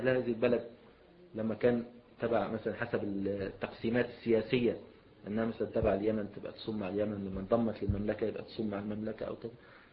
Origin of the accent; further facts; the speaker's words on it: Egypt; مثلا السلوم مثلا عندنا في مصر